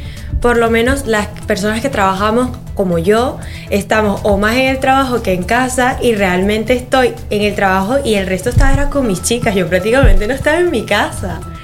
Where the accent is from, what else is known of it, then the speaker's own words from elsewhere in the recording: Venezuela; now in Spain; Sí. Yo soy de Venezuela, sí. Venezolana.